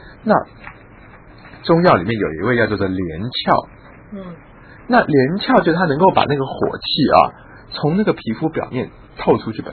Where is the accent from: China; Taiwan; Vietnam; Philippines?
China; 可是我觉得我们中国人的那个本草啊，真的是可以滥用误用